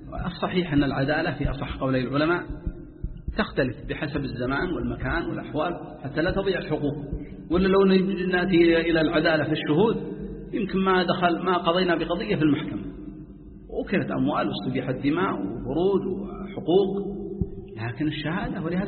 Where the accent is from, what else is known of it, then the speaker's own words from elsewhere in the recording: Jeddah, Makkah Province, Saudi Arabia; أظن بعض الكتاب عندنا في جدة